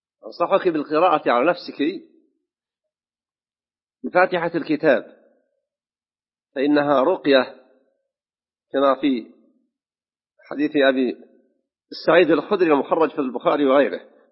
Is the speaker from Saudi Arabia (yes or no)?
yes; Saudi Arabia; في بلادنا المملكة العربية السعودية خاصة